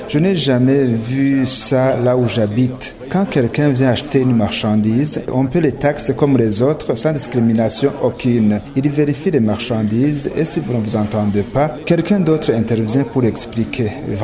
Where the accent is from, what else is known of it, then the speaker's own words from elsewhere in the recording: DR Congo; now in Bujumbura, Burundi; Je suis Congolais, maintenant j'habite à Bujumbura.